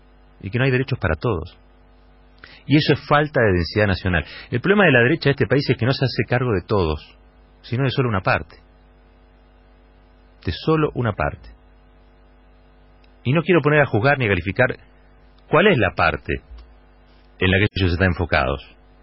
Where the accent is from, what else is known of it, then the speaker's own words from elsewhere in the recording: Argentina; Como argentinos, digo.